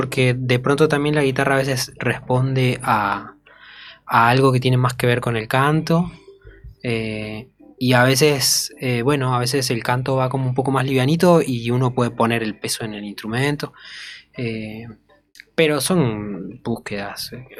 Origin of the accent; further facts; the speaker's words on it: Jujuy, Argentina; cuando digo que soy jujeño